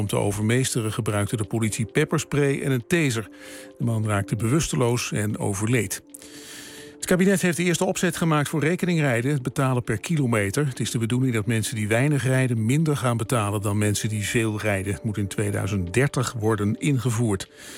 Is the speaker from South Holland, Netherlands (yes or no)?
yes; Rotterdam, South Holland, Netherlands; Ik kom weg uit Rotterdam.